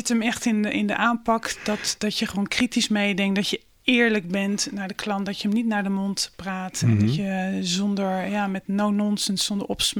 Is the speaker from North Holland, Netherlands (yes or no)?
no; Rotterdam, South Holland, Netherlands; Ja, nou, ik ben een Rotterdamse puur sang, geboren en getogen in Rotterdam-Noord.